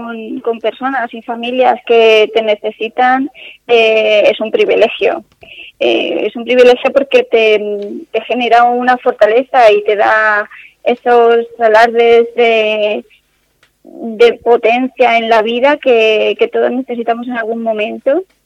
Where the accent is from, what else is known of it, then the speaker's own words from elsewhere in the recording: Castilla-La Mancha, Spain; en Castilla-La Mancha, que es de donde yo vengo, no se oye mucho.